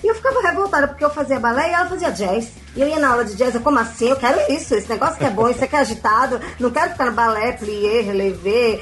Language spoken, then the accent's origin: Portuguese; Recife, Pernambuco, Brazil; E aí a gente participou também em Recife, eu sou de Recife, e por Pernambuco e alguns estados do Nordeste